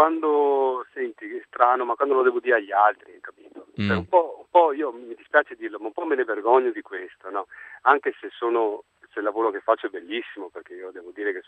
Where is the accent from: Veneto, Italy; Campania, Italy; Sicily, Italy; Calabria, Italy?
Veneto, Italy; Oriago; born there; now in Viareggio, Italy; Sono nato a Oriago, che è un paese ma vicinissimo a Venezia.